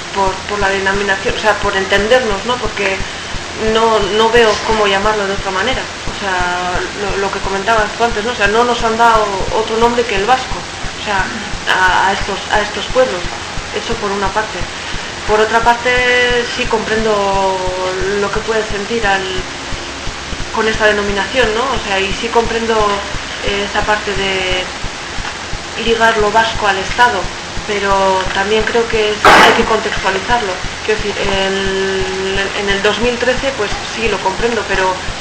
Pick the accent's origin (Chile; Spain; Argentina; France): France; Nouvelle-Aquitaine; yo he vivido en Iparralde siempre